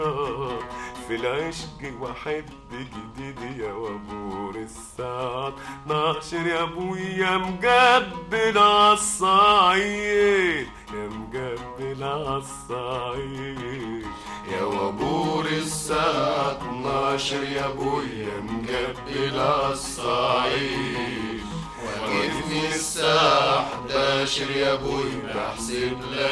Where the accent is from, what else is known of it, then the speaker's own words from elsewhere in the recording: Al-Harazat al-Gharbiya, Sohag Governorate, Egypt; also born or lived in Port Said; أنا من الحرازات الغربية مديرية سوهاج